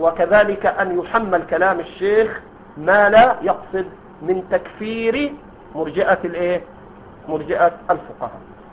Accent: Egypt; هذا عندنا في مصر موجود، ما أدري عندكم

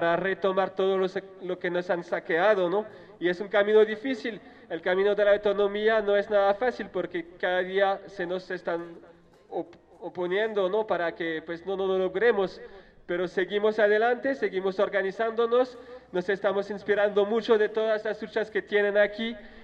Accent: France; Spanish is a second language; Yo soy de Francia, formo parte de la caravana

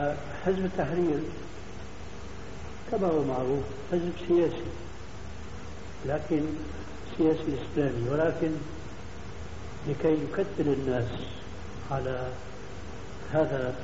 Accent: Syria; مدى انتشار الحزب عندنا في سوريا

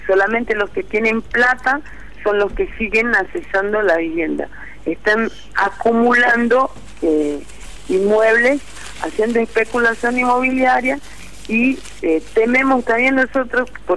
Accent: São Paulo, Brazil; Spanish is a second language; Yo soy de São Paulo. Yo vivo hoy en una favela de la región oeste de la capital, pero yo soy nacida en ABC Paulista, que es la región conurbada de São Paulo

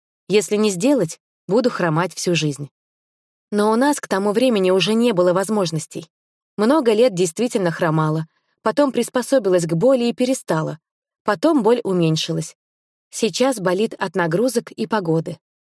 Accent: Moscow, Russia; born there; Я росла очень развитым и талантливым ребенком в обеспеченной семье. Родилась в Москве.

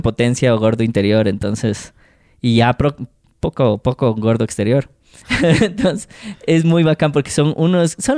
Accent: Ecuador; Nosotros somos de los Andes y ellos deben estar trepando un monte que no llega ni a la altura de Quito.

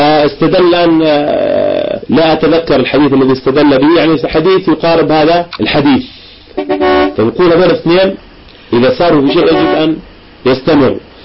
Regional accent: Irbid, Irbid Governorate, Jordan; عندنا في إربد

